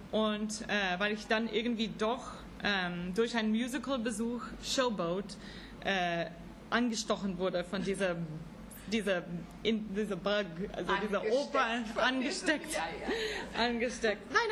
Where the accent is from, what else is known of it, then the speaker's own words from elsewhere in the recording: California, United States; Ich meine, ich komme aus Central Kalifornien. Jetzt sind es 45.000 Einwohner.